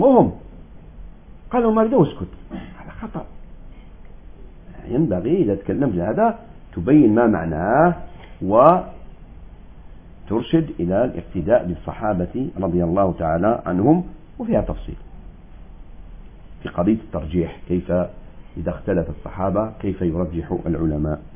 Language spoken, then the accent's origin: Arabic; Algeria; داعي مشهور عندنا في الجزائر